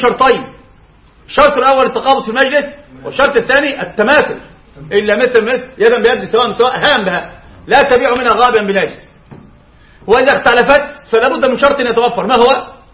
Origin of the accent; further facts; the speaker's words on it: Egypt; يعني عندنا في مصر استأجر رجل الشقة الى يوم الدين